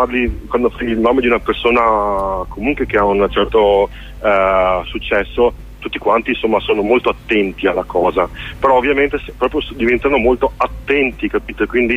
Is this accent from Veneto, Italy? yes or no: yes; Veneto, Italy; Io da Veneto